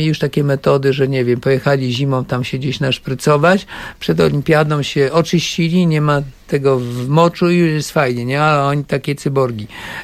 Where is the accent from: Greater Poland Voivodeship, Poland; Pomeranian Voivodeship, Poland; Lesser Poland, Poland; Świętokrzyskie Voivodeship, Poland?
Pomeranian Voivodeship, Poland; Kołczygłowy; born there; also born or lived in Warsaw / Italy; urodziłem się w Kołczygłowach, na Kaszubach. Wyjechałem do Warszawy na studia, najpierw na WF